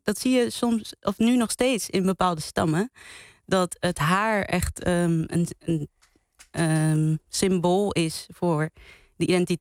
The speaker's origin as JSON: {"language": "Dutch", "country": "Cape Verde", "said": "Ik kom zelf uit Kaapverdië en in haar tijd was Kaapverdië nog een kolonie van Portugal."}